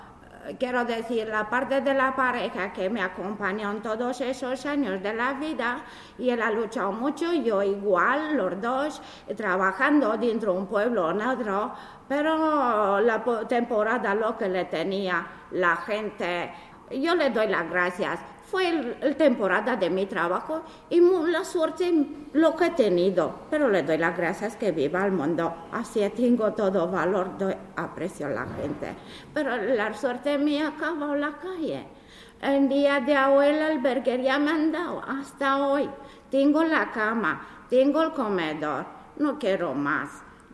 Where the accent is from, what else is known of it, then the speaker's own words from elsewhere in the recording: Romania; Spanish is a second language; now in Spain; vengo del país de Rumanía, de 2007.